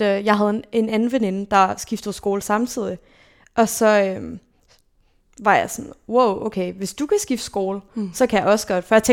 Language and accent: Danish; Zealand, Denmark; also born or lived in Copenhagen; jeg blev født i København